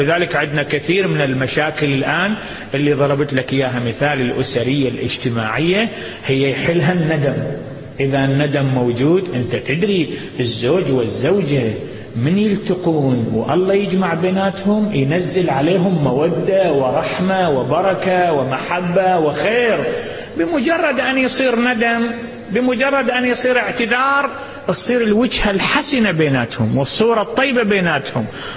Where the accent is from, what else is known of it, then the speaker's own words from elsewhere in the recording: Iraq; عندنا في العراق اتطلقوا يوم الأحد